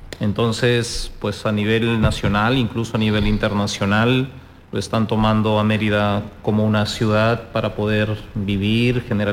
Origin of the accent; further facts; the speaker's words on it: Peru; Yo soy de origen peruano.